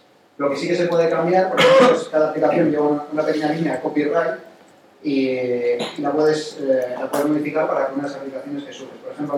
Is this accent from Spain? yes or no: yes; Spain; como soy español, no quiero pagar los impuestos que pagarías en Estados Unidos, porque ya declararé mis impuestos aquí